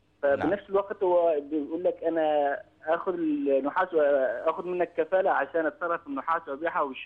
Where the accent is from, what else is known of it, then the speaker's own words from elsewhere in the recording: Syria; now in United Arab Emirates; نحن من أهل سوريا ممكن في إمارات.